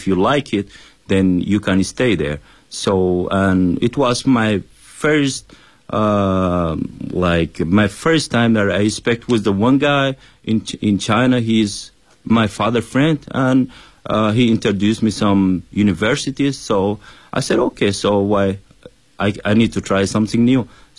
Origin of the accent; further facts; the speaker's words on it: Sudan; Yeah, I'm originally from Sudan.